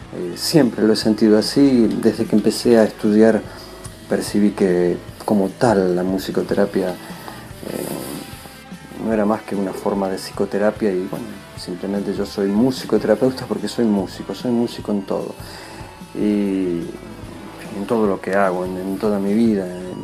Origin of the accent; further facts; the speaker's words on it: Buenos Aires, Argentina; now in Spain; 4 años que estuve aquí en Buenos Aires. Soy porteño, he crecido en Buenos Aires, así que quiero muchísimo esta ciudad y es como una extensión de mi casa.